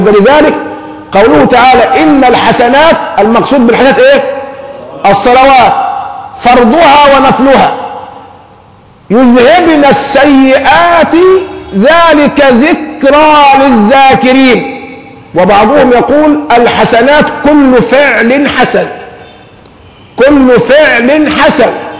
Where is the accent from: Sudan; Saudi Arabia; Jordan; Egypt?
Egypt; يعني عندنا أمران، عندنا كمصريين الفتوى يعني الإجابة فيهم سهلة جدا